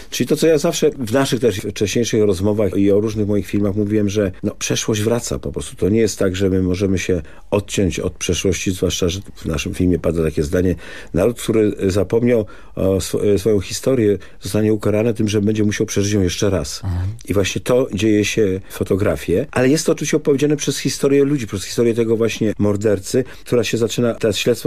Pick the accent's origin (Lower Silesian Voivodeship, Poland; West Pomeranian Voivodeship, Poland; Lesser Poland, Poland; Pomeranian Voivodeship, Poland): Lower Silesian Voivodeship, Poland; Legnica; No tak, w Legnicy mieszkam, ale jestem z Legnicy, proszę pana